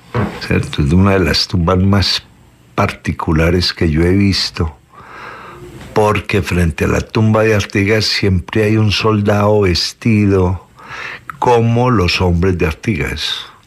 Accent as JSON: {"language": "Spanish", "country": "Colombia", "said": "no nos hemos entendido como colombianos en un país que es un parte de la corteza terrestre"}